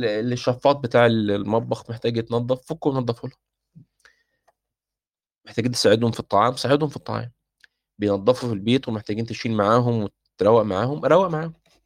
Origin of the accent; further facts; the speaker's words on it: Egypt; احنا عندنا في مصر مش معتادين الاكل باليد